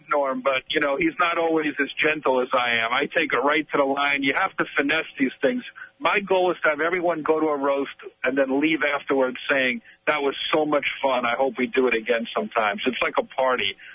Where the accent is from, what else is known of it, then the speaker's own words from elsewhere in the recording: New York City, New York, United States; Well, I'm a New Yorker, so he's like an icon for us.